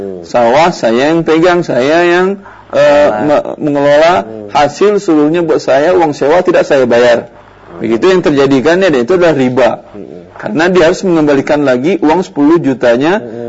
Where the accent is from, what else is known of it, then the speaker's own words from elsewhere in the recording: Padang, West Sumatra, Indonesia; saya juga orang Padang.